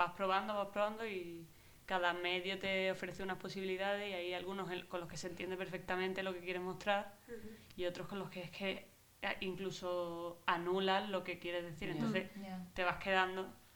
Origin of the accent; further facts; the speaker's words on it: Málaga, Andalusia, Spain; Yo vengo de Málaga y he estado allí muchos años en un estudio, ¿no?, con otros compañeros